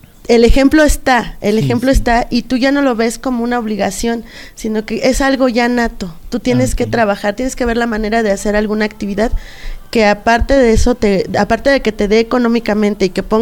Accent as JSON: {"language": "Spanish", "town": "Ozumba", "region": "State of Mexico", "country": "Mexico", "tie": "born or raised there", "lives_now": "Amecameca, Mexico", "said": "Vivo aquí en Amecameca, pero no soy originaria de Amecameca, soy originaria de Ozumba."}